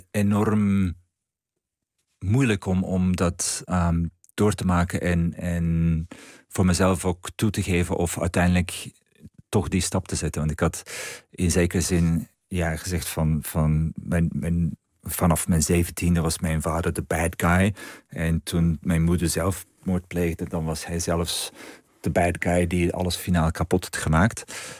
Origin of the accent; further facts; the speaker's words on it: Flanders, Belgium; accent: Antwerp dialect; ik ga dat deels in het Antwerps doen. En toen ik dat dan gedeeltelijk in mijn dialect schreef, dan stroomde het er allemaal uit.